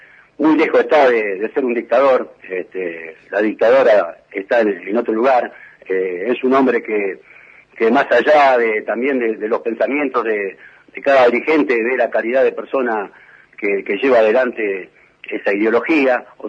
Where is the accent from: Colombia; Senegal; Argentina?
Argentina; Moreno, Buenos Aires Province; mi patria chica, que es Moreno, siempre lo voy a llevar en mi corazón